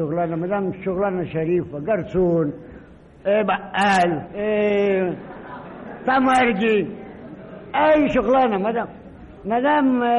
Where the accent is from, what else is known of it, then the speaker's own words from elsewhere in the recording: Egypt; born there; انا اتولدت في مصر في كم الشيخ سلام، انت عارف الدحديرة بتاع المسكي